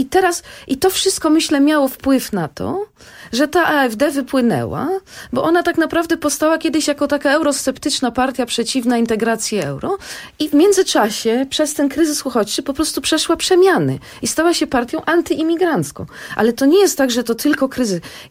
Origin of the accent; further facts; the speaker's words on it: Germany; Ja dorastałam w Niemczech